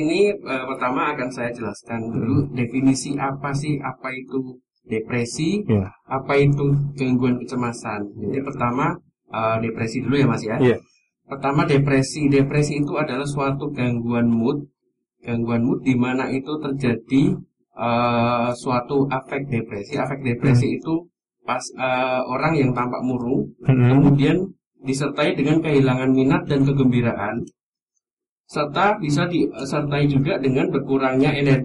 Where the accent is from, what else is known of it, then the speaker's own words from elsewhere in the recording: Pekalongan, Central Java, Indonesia; now in Yogyakarta, Indonesia; Saya asli Pekalongan, mas.